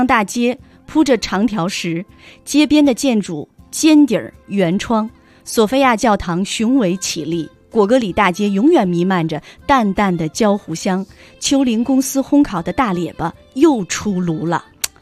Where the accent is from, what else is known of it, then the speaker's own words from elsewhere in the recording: Acheng, Heilongjiang, China; 我来自金上京的啊，金上京的阿城。